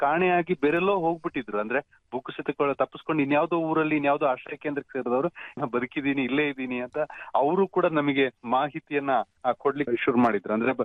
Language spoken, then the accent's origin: Kannada; Madikeri, Karnataka, India; ಮಡಿಕೇರಿ ನನ್ನ ಊರು, ಮಡಿಕೇರಿ ಆಕಾಶವಾಣಿಯಲ್ಲೂ ಕೆಲಸ ಮಾಡಿದ ಅನುಭವ ಇತ್ತು.